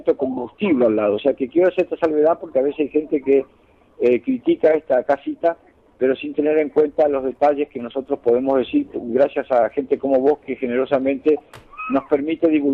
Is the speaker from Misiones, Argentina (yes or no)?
yes; Puerto Iguazú, Misiones, Argentina; Exacto, somos de Puerto Iguazú.